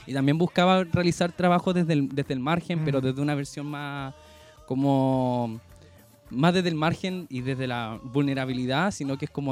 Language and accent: Spanish; Chile; nosotros como chilenos también pasamos eso mismo.